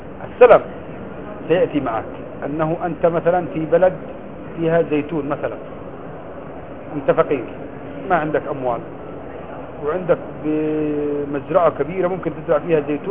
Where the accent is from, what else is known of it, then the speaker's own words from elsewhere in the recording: Yemen; أنا يمني ما في عندنا الزيتون أصلا